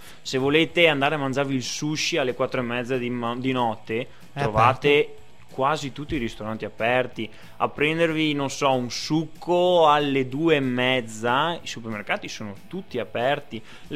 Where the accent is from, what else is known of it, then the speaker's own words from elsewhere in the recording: Venice, Veneto, Italy; Da veneziano posso dire che Venezia è tutta un'altra cosa